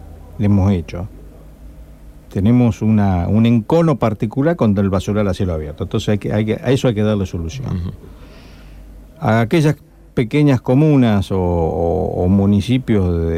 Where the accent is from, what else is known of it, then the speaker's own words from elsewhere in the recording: Pergamino, Buenos Aires Province, Argentina; En Pergamino, que es mi ciudad natal